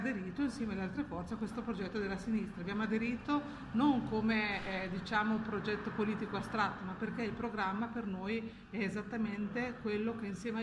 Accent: Reggio Emilia, Emilia-Romagna, Italy; Ad esempio a noi, io vengo da Reggio Emilia, ci hanno tolto le circoscrizioni

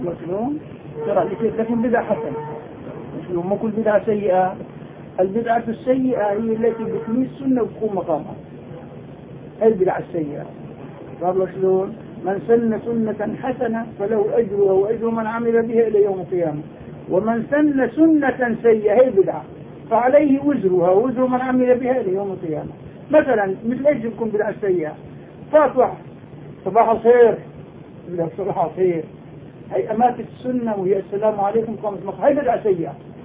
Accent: Nablus, West Bank, Palestine; إن شاء الله أنا نابلسي

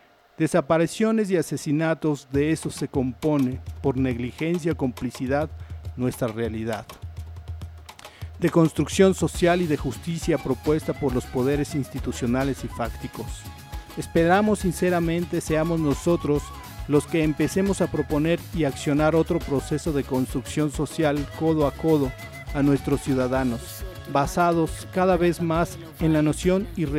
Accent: Mexico; Nos atañe como ciudadanos, como ciudadanas, como mexicanos, como mexicanas

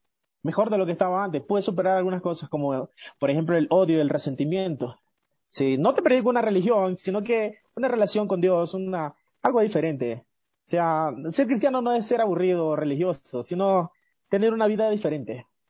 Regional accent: Esmeraldas, Ecuador; now in Quito, Ecuador; Me encuentro en la capital, pero soy de Esmeralda, de la provincia verde, de allá nomás.

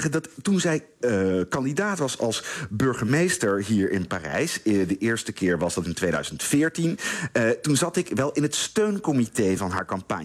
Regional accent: Netherlands; want ik ben Nederlander, dus ik heb niet zoveel met die presidentsverkiezingen te maken

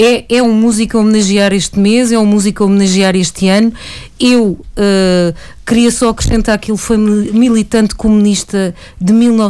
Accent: Lisbon, Portugal; eu que cresci em Benfica

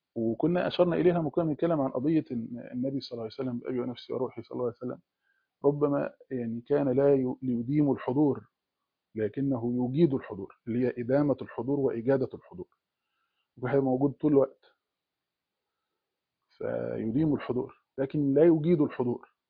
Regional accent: Egypt; وكان احنا عندنا في مصر

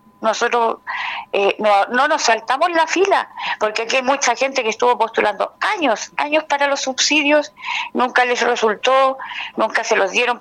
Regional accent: Chile; Nuestro derecho como ciudadanos, como chilenos, como quieran decirlo, como personas, como familias

